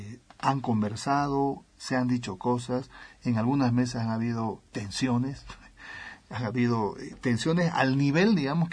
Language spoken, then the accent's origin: Spanish; Santa Cruz de la Sierra, Santa Cruz, Bolivia; also born or lived in La Paz; Yo soy un ciudadano cruceño, medio paseño también, de contrabando.